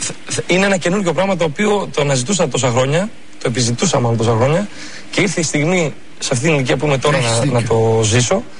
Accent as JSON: {"language": "Greek", "town": "Thessaloniki", "region": "Central Macedonia", "country": "Greece", "said": "Εγώ είμαι από Θεσσαλονίκη"}